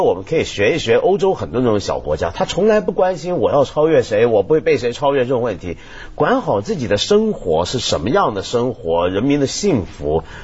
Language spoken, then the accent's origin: Chinese; China; 你比如说像以前我们中国人都去印度学了多少东西。